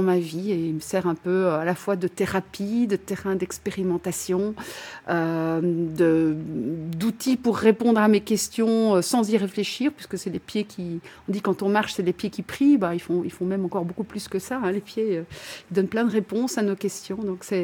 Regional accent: Liège, Wallonia, Belgium; effectivement, j'ai 53 ans, je viens de la région de Liège en Belgique

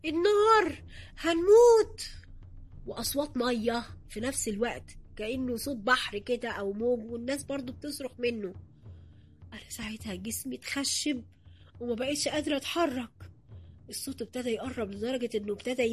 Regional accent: Upper Egypt, Egypt; عشان أنا صعيدي أصلا زي أهل البلد ما كانش فيه حاجز يعني بيني وبين الناس

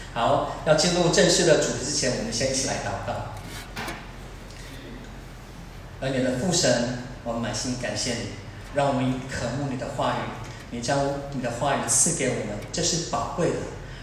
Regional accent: Taiwan; 我们台湾身处的这个环境，最近因为这个疫情的关系，我们都觉得作为一个台湾人很有感

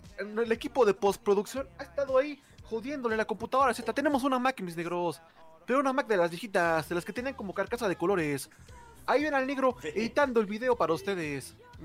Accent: Venezuela; Siento feo porque soy de Venezuela

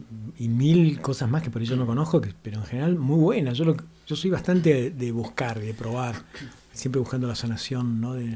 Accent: Mina Clavero, Córdoba, Argentina; Vos me preguntabas de mi adolescencia en Milán Clavero, que era muy áspero.

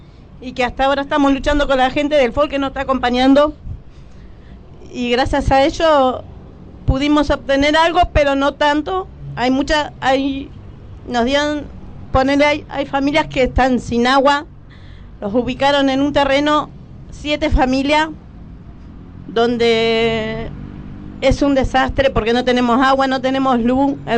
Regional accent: Escobar, Buenos Aires Province, Argentina; Soy de Escobar.

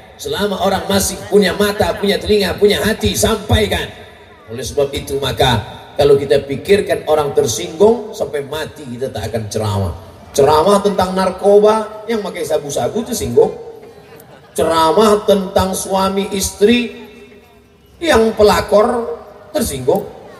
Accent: Riau, Indonesia; Saya datang dari Riau, Aceh di atas, Sumatera Utara di bawah, Riau di bawah.

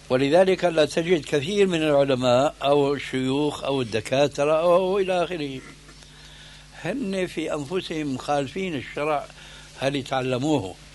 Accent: Syria; لكن كما يقولون عندنا في الشام بدها زكتاف،

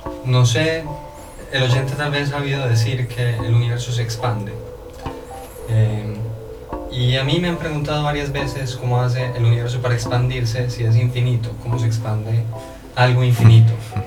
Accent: Medellín, Antioquia, Colombia; Y mi ciudad natal es Medellín, en Colombia.

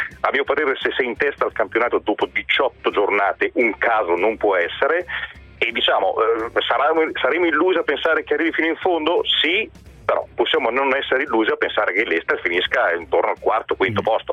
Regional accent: Casale Monferrato, Piedmont, Italy; born there; io, che sono nato a Casale Monferrato e quindi nel cuore del mio Rapadano

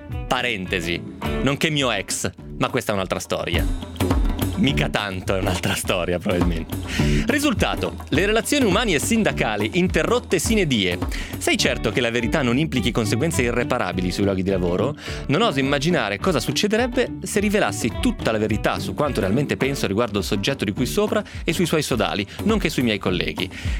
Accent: Piedmont, Italy; lo dico perché sono piemontese ovviamente, quindi so di cosa sto parlando.

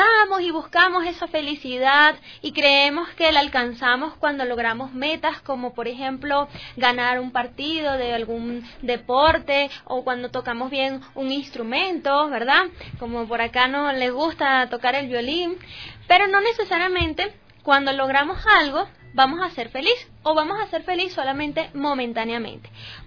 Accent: Caracas, Capital District, Venezuela; Muy bien, de Venezuela, la capital Caracas, soy justamente de allí.

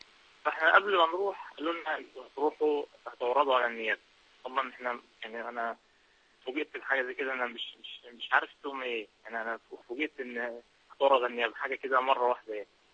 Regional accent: Egypt; احنا يعني كتير من اهل مصر كانوا بيتبرعوا

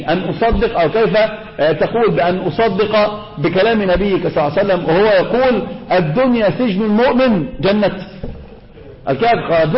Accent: Egypt; هذا منتشر عندنا في مصر يا شيخ

